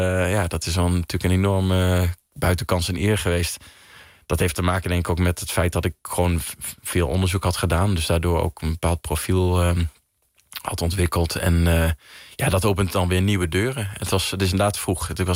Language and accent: Dutch; Netherlands; also born or lived in Belgium; Ik ben een Nederlander, dus ik wilde graag terug ook naar Nederland voor de opleiding.